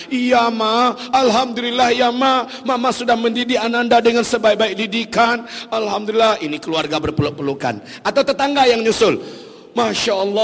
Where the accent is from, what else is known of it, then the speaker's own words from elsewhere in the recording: Padang, West Sumatra, Indonesia; Lah giliran saya orang Padang, kalau saya ngomong kayak gini nih harus dibawa 1-2 bahasa Padang promosi.